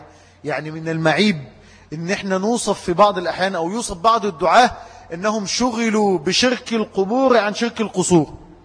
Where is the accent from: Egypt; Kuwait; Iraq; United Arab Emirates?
Egypt; إن عندنا في مصر من ثبت على هذا الحق